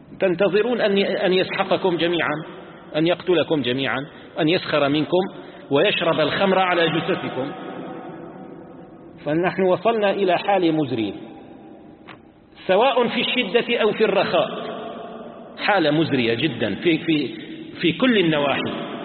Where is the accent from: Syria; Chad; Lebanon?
Syria; Damascus, Damascus Governorate; عندنا بدمشق طعام طيب جميل